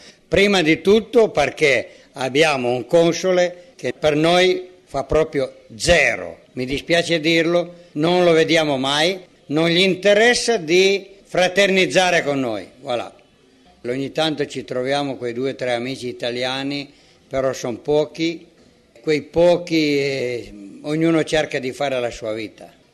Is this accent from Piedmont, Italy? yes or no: yes; Pinerolo, Piedmont, Italy; moved away as an adult; now in Togo; Ho 70 anni e da 7 anni che sono in Togo. Prima facevo l'idraulico in Piemonte, sono di Pinerolo.